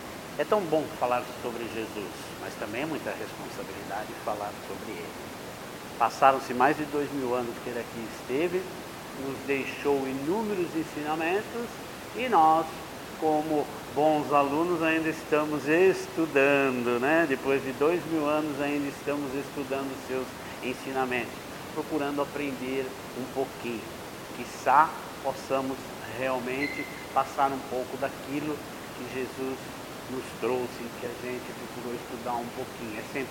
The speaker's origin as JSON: {"language": "Portuguese", "region": "São Paulo", "country": "Brazil", "said": "estou aqui com a minha esposa Neide. Nós somos lá do Jardim Tremembé."}